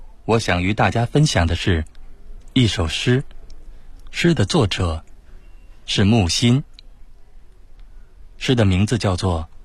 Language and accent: Chinese; Beijing, China; 我来自北京，我是一名诗人。